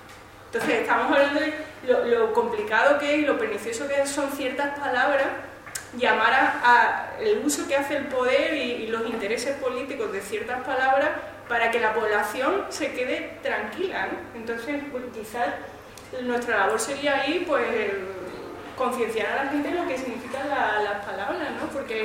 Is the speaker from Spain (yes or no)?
yes; Andalusia, Spain; moved away; Porque yo soy inmigrante andaluza.